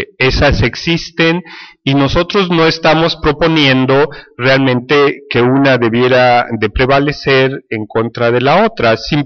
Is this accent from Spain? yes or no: no; Mexico; en términos de mi experiencia como mexicano